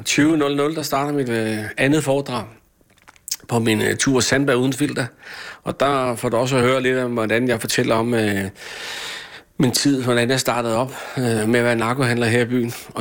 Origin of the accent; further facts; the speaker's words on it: Slagelse, Zealand, Denmark; Gammel dreng her fra Slagelse. Da jeg gik i skole her i Slagelse